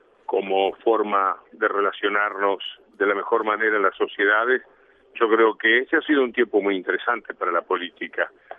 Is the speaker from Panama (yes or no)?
no; Cardona, Soriano, Uruguay; Yo tenía desde mi pueblo oriental de Cardona una gran fascinación por todo lo que era Buenos Aires.